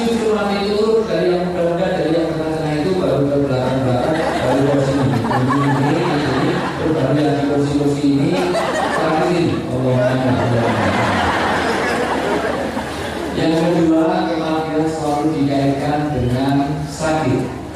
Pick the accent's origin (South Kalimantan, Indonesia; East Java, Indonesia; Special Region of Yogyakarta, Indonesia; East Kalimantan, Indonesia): Special Region of Yogyakarta, Indonesia; Yogyakarta; saya berikan yang kuat dulu, karena saya orang Jogja.